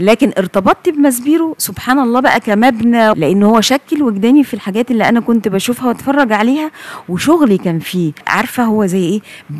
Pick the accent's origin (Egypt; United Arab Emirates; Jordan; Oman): Egypt; يعني احنا نفخر اننا مصريين